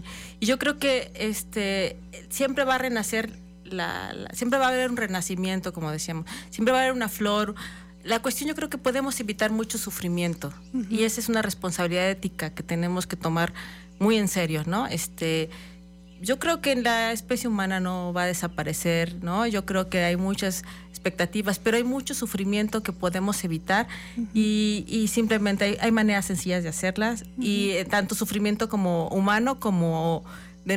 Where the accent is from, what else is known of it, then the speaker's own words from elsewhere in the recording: Mexico; hay que regresar a conocer nuestras raíces como mexicanos, de nuestros pueblos indígenas